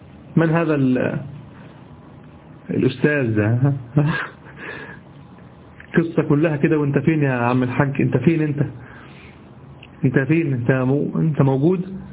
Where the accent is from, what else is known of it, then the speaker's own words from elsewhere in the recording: Egypt; ما نستعمله نحن في دارجتنا المصرية.